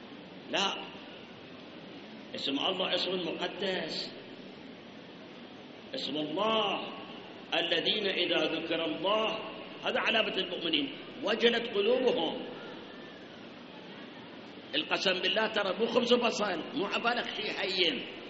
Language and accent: Arabic; Iraq; مسألة أخرى الآن عندنا بالعراق